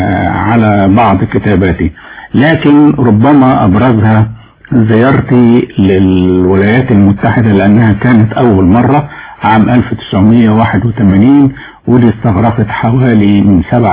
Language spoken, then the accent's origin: Arabic; Egypt; فأنا تصورت كما كان الحال في ذلك الوقت عندنا في مصر